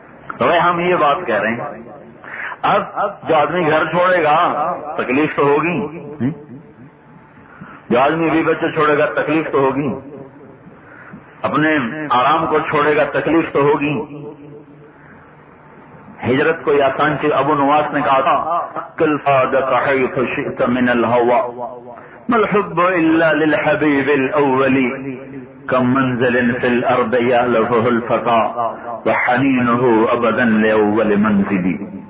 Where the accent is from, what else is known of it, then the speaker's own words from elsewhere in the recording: Khanewal, Punjab, Pakistan; آپ کہاں سے ہیں؟ میں کہا جی پاکستان. پاکستان میں کہاں سے ہیں؟ میں کہا جی ملتان. ملتان میں کہاں سے ہیں؟ میں کہا جی خانے والا.